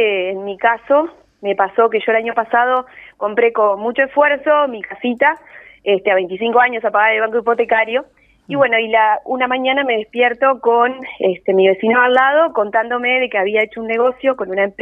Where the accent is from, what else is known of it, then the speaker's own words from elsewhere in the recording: Montevideo, Uruguay; Yo soy montevideana. Viví toda mi vida en Barrio Sur, al lado de la Rambla. Vine a veranear toda mi vida en la Floresta gracias al esfuerzo de mis padres y mis abuelos.